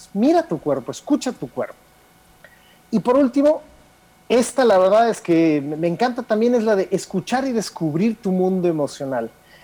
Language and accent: Spanish; Mexico; Eso a veces se nos olvida, por ejemplo, que somos mexicanos, ¿no? Y que los mexicanos no vemos igual que los alemanes o que los franceses.